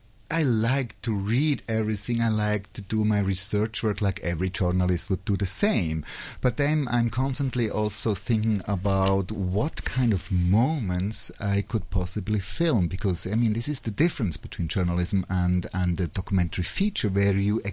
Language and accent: English; Switzerland; Yeah, and I'm coming from Switzerland.